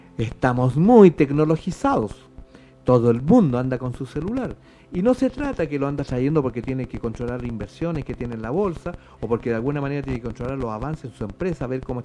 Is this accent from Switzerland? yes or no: no; Chile; Bueno, yo soy chileno, aquí yo hablo español.